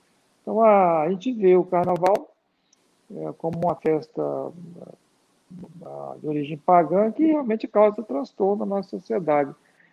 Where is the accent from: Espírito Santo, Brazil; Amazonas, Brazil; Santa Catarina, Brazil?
Espírito Santo, Brazil; Vitória; also born or lived in Rio de Janeiro, Brazil; now in Piracicaba, Brazil; Eu sou originário da cidade de Vitória, Espírito Santo, embora morando em Piracicaba há mais de 30 anos, recebi o título de cidadão piracicabano, me sinto parte aqui da região. E morei boa parte também no Rio de Janeiro, onde eu estudei, fiz agronomia.